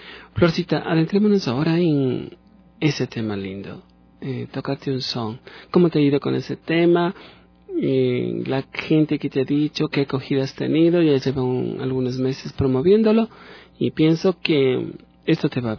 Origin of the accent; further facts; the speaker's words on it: Quito, Pichincha, Ecuador; aunque yo soy quiteño, pero llevo en la sangre, pues, allí ese saborcito cálido también